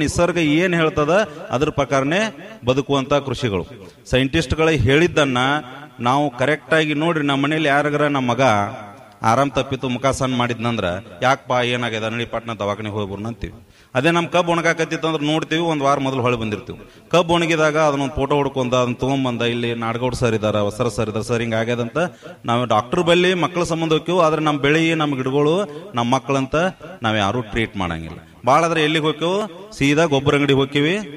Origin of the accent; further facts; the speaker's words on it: Managuli, Karnataka, India; ಸ್ವಂತ ಊರು ಇಲ್ಲೇ ಮಣಗುಳಿ.